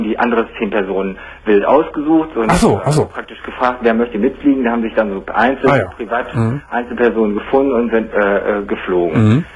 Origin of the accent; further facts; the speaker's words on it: North Rhine-Westphalia, Germany; now in Oldenburg, Germany; ich rufe aus Oldenburg in Niedersachsen an, aber als Sauerländer habe ich natürlich immer noch die bisschen Verbindung zum WDR.